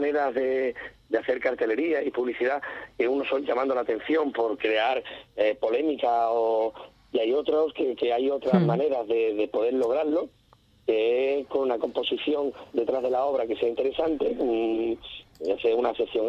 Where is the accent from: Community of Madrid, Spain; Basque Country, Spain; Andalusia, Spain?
Andalusia, Spain; Valverde del Camino; pueblo donde también vive de la piel de diferente manera, que es Valverde del Camino